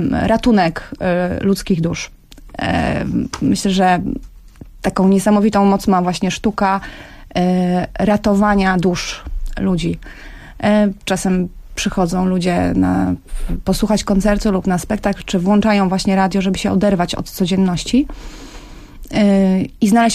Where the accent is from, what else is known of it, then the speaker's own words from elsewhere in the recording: Warsaw, Masovian Voivodeship, Poland; ja z Warszawy